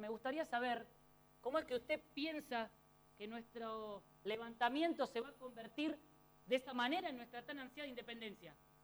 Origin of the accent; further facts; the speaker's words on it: Potosí, Bolivia; Ah, no me diga, así que estuvo en mi ciudad de origen.